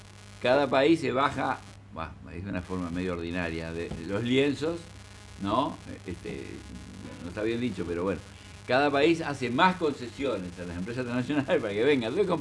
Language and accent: Spanish; Paysandú, Uruguay; yo quiero hablar de mi pueblo, dije en la reunión, que es ese Paysandú.